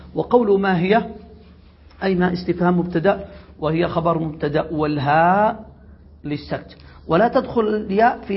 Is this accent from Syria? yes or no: no; Yemen; هذا موجود عندنا في اليمن في الدارجية.